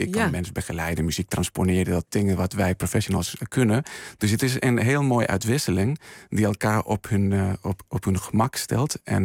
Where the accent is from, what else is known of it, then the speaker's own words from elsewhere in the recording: Spain; Ik ben opgegroeid in Spanje met een flamenco-achtergrond